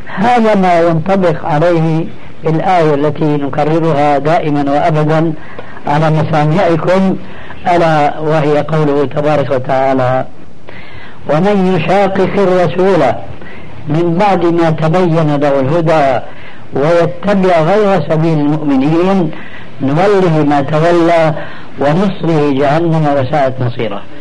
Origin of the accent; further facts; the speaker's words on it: Syria; لكن نقرأ هكذا كما كانوا يقولون عندنا في الشام